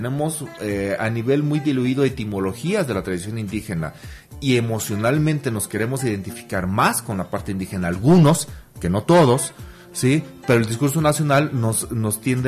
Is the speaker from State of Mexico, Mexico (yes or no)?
no; Mexico City, Mexico; No, yo soy chilango como por cuarta generación.